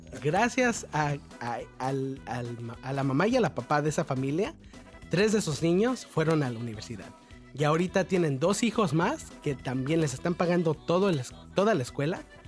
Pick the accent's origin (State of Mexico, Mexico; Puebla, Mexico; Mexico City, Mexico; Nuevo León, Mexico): Mexico City, Mexico; Xochimilco; Soy de Nativitas, de un pueblito chiquito de Nativitas que todavía me encanta porque tiene tiene su cultura vieja todavía.